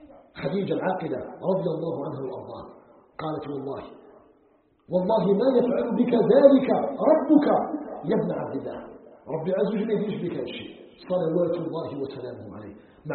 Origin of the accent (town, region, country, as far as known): Algeria